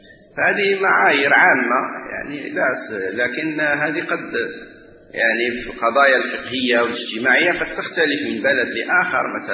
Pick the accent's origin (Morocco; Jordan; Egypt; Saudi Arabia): Morocco; ونحن عندنا في المغرب